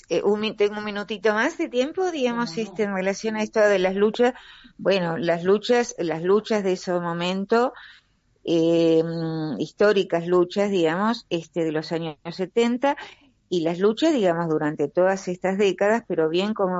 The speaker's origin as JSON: {"language": "Spanish", "town": "Ingeniero White", "region": "Buenos Aires Province", "country": "Argentina", "tie": "born or raised there", "said": "Si lo vemos en mi pueblo de origen, Ingeniero Guay, un pueblo de ferroviarios y portuarios"}